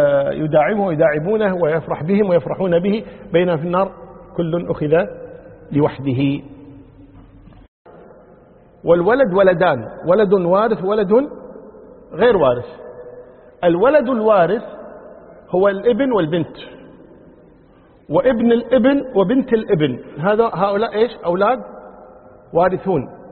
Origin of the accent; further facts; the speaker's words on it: Kuwait; يعني عندنا في الكويت عن طريق وزارة العدل عرفوا الزواج الثاني